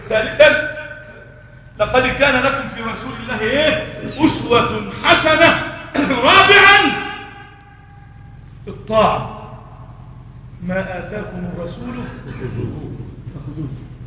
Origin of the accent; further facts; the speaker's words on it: Egypt; اللهم احفظ بلدنا مصر